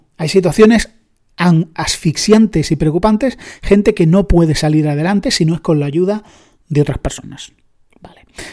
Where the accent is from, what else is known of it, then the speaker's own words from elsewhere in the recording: Andalusia, Spain; como es mi querida Andalucía, yo soy andaluz